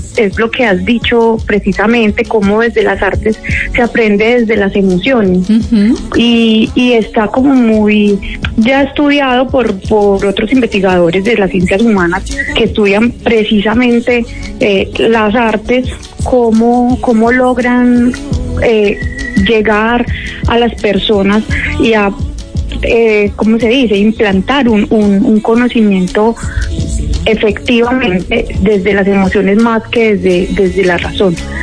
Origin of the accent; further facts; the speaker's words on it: Armenia, Quindío, Colombia; Sí, sí, yo soy de acá de Armenia, Quindío.